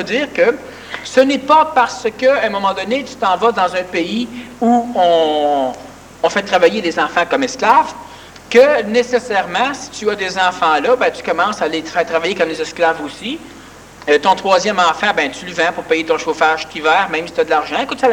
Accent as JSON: {"language": "French", "region": "Quebec", "country": "Canada", "said": "Nous sommes un peuple québécois."}